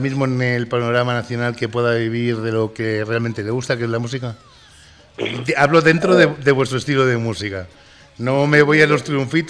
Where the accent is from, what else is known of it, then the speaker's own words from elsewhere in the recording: Valladolid, Castile and León, Spain; como dicen en mi tierra en Valladolid, sarna con gusto no pica